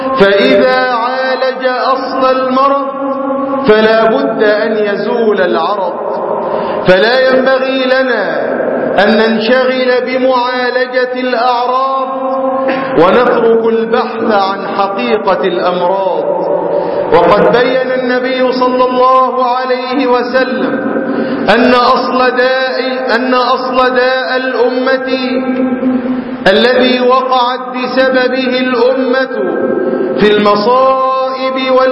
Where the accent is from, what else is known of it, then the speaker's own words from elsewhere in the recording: Egypt; في بلادهم، وخاصة بلدنا مصر